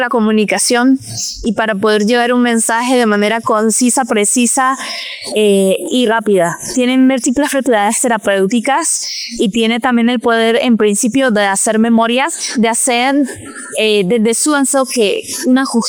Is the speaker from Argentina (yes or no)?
no; Nicaragua; soy cantautora nicaragüense.